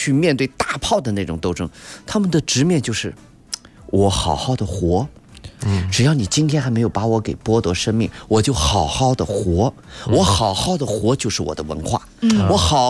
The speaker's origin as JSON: {"language": "Chinese", "country": "China", "said": "其实有仪式感是我们中国人对很多他们的别人的生活方式和生活行为中的与我们不同的"}